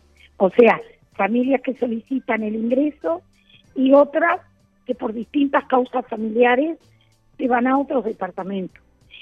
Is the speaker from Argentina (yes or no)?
no; Rocha, Uruguay; porque yo soy de Rocha y hice toda mi carrera en Rocha